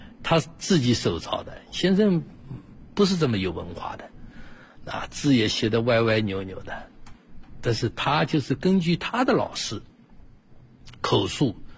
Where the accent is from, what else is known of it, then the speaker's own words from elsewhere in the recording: Shanghai, China; 我们上海人叫乌醋的